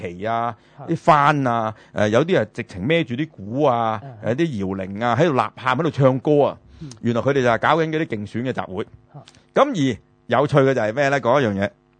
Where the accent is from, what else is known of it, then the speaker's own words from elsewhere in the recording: China; 我哋中國人就好多嗰時因為賣豬仔啦